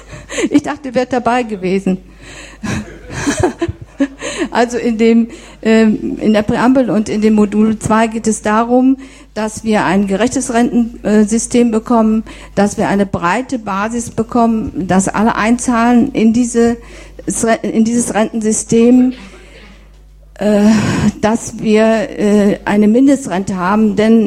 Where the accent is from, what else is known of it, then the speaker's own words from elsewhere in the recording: Soest, North Rhine-Westphalia, Germany; von der der Sven eben erzählt hat. … Ich komme aus Soest.